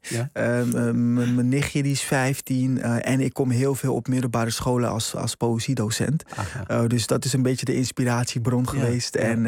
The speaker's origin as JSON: {"language": "Dutch", "town": "Rotterdam", "region": "South Holland", "country": "Netherlands", "tie": "born or raised there", "said": "Ja, ik groeide op in Rotterdam."}